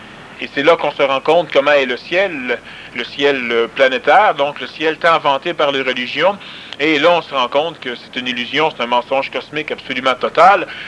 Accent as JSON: {"language": "French", "region": "Quebec", "country": "Canada", "tie": "born there", "said": "Je ne dis pas ça parce que je suis né au Québec, mais je suis né au Québec parce que ça va se passer ici."}